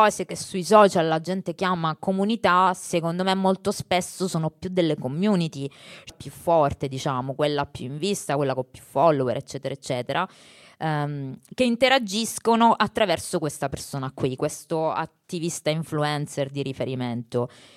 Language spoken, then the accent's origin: Italian; Sicily, Italy; Io vengo dalla Sicilia